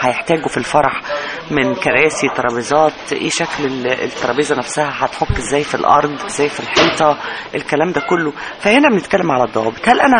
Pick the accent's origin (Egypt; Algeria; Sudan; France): Egypt; وزارة الأثار هي وزارة معنية بإدارة الأثر المملوك لي أنا كشعب مصري